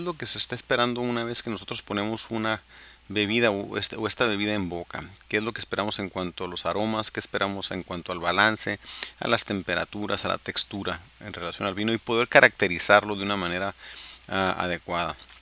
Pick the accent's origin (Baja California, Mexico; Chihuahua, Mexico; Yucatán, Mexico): Baja California, Mexico; los que somos de Baja California, pues sabemos que la gran mayoría del vino de México se produce en Baja California